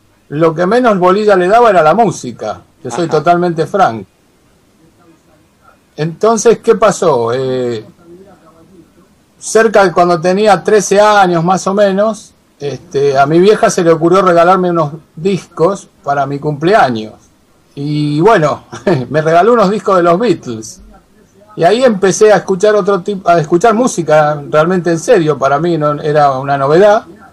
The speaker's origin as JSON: {"language": "Spanish", "town": "San Telmo", "region": "Buenos Aires", "country": "Argentina", "tie": "born there", "said": "Yo nací en San Telmo."}